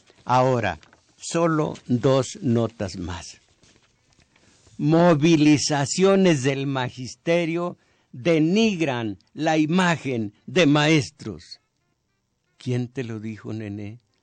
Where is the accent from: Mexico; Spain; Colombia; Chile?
Mexico; yo soy mexicano pero no soy primero.